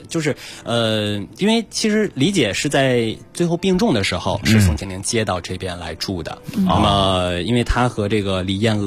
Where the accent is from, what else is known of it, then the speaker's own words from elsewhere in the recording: Beijing, China; 因为我从小就是在胡同里长大的